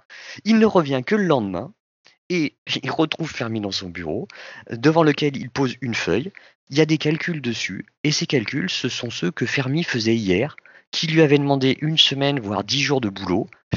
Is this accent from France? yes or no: yes; France; Nous, en France, on ne savait pas qui c'était.